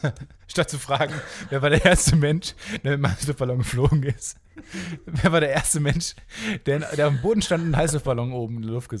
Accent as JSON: {"language": "German", "town": "Kamen", "region": "North Rhine-Westphalia", "country": "Germany", "said": "Also die Stadt, wo ich herkomme, heißt Carmen."}